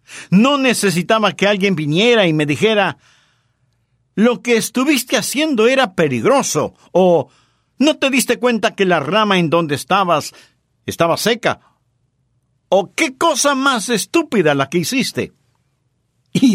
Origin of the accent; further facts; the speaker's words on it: Florida, United States; Yo sí. Fui criado en la Florida y en donde vivíamos había muchos cocoteros.